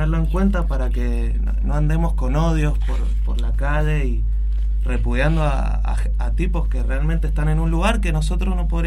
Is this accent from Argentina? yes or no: yes; Argentina; de ponernos a pensar como argentinos dónde depositamos todo nuestro, todo el valor de lo que somos como país